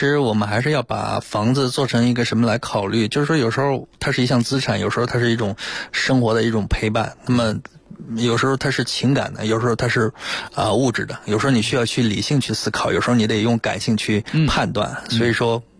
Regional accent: Shandong, China; 我是山东人，然后我们山东人有自己的特别有强烈的那种传统啊

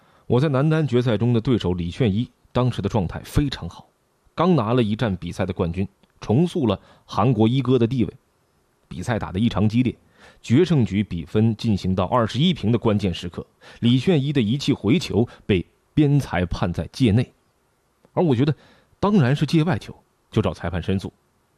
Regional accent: China; 而是我觉得我们都是中国人

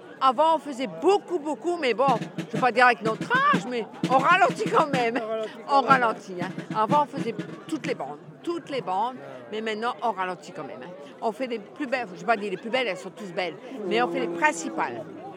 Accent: Saint-Pol-sur-Mer, Hauts-de-France, France; Nous, on est de Saint-Paul-sur-Mer.

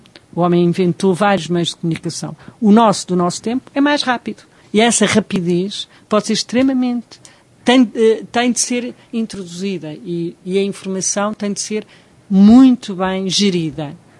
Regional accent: Portugal; Nós, portugueses, estamos sempre numa altura.

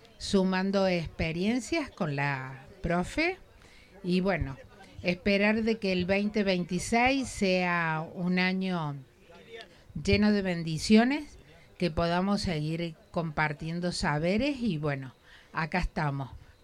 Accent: Córdoba, Argentina; Yo vengo de la ciudad de Córdoba

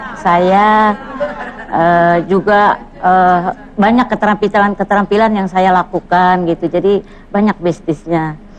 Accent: Palangkaraya, Central Kalimantan, Indonesia; Saya kan dari Palangkaraya, Kalimantan Tengah.

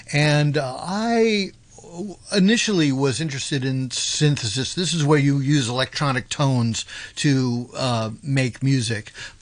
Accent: California, United States; now in Tokyo, Japan; I'm based in Tokyo, yeah. I'm originally from California, but I moved to Japan in 2001, and I've been there ever since.

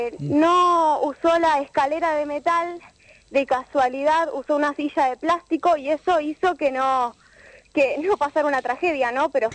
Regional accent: Marcos Paz, Buenos Aires Province, Argentina; en Marcos Paz, yo soy de ahí, estudio en Morón, pero soy de Marcos Paz.

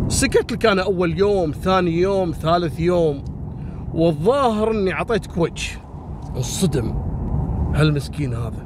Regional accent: Kuwait; بعدين من بعد 97-98 عندنا في الكويت هبت الحريم، صارت كلها موظفات

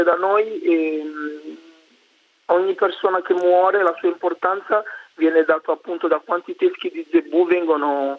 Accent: Madagascar; also born or lived in Italy; perché io sono un ragazzo e tutti gli effetti italiano, però da piccolo sono di Madagascar, ho la mamma del Madagascar e questo oggetto rappresenta molto il mio paese.

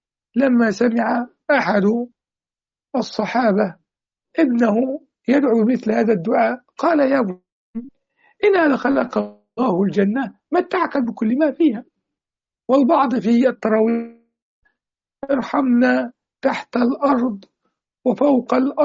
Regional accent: Egypt; في بلاد المغرب العربي وفي بلادنا مصر

